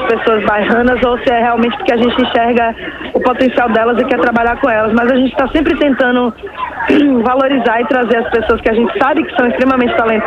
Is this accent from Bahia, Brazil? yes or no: yes; Salvador, Bahia, Brazil; inclusive em Salvador, que é a minha terra, que eu, porra, faço questão.